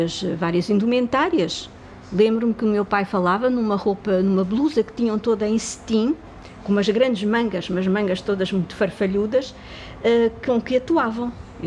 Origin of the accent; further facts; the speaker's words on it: Lisbon, Portugal; born there; Ajuda, no Recruzeiro da Ajuda, precisamente, na rua onde eu nasci